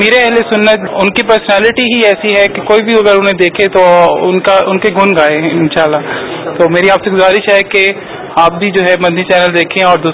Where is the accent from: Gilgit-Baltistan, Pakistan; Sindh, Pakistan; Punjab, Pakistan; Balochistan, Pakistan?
Punjab, Pakistan; Multan; اور میں ملتان سے ہوں